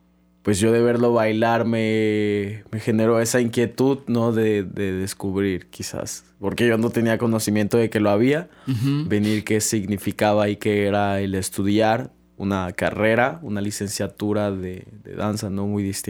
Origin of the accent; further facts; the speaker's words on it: Coatzacoalcos, Veracruz, Mexico; Yo soy de Coatzacoalcos